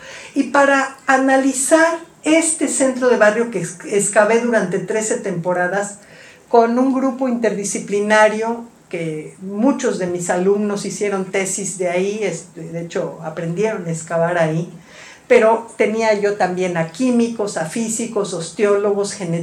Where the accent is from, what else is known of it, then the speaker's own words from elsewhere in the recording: Tlalpan, Mexico City, Mexico; Yo soy de Tlalpan, yo vivo en Tlalpan.